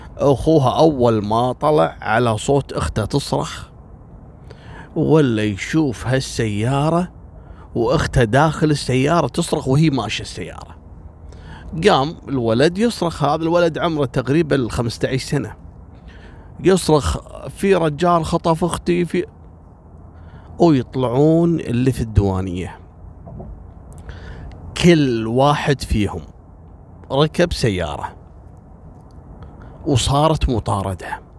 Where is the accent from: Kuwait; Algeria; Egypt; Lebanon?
Kuwait; هذا رايح إلى منطقة عندنا في الكويت اسمها الأندلس